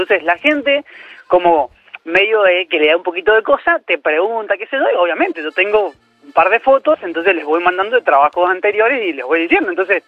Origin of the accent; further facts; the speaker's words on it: Mendoza, Argentina; yo soy del sur de Mendoza, pero he tenido que mandar hacia Mendoza capital